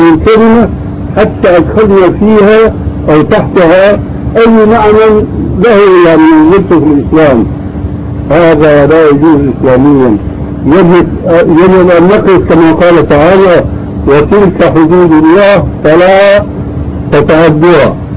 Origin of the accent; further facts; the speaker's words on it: Syria; عندنا في سوريا كان شاهد قصة رجل في الحرب